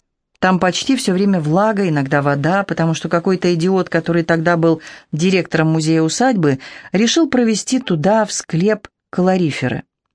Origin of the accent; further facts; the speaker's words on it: Moscow, Russia; Он москвич, я москвичка, свой приехал вдруг оттуда, из той бывшей жизни.